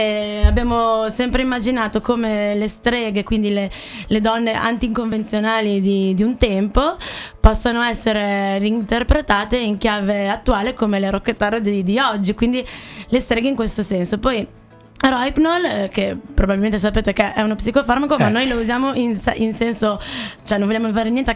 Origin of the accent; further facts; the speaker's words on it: Emilia-Romagna, Italy; sia in Emilia dalle mie parti